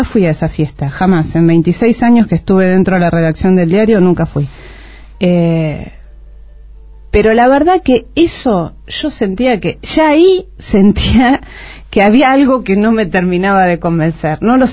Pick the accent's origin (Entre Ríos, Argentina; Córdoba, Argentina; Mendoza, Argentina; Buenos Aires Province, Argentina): Buenos Aires Province, Argentina; General Rodríguez; Yo soy de General Rodríguez, esto, algunos se ríen que dicen, ah, bueno, es cerca de la capital, pero General Rodríguez...